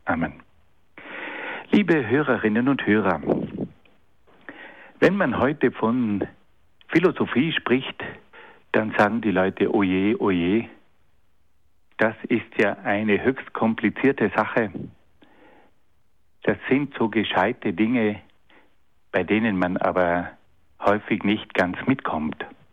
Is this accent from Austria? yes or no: no; Trentino-Alto Adige, Italy; Als Südtiroler war ich verpflichtet, 15 Monate beim Militär zu dienen.